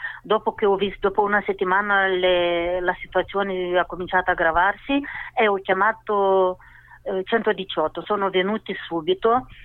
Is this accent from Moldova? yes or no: yes; Moldova; Italian is a second language; now in Brescia, Italy; Sì, sono moldava.